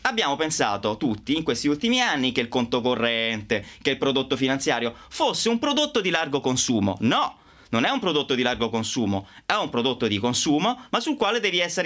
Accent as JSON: {"language": "Italian", "region": "Umbria", "country": "Italy", "said": "io sono umbro, tu marchigiana"}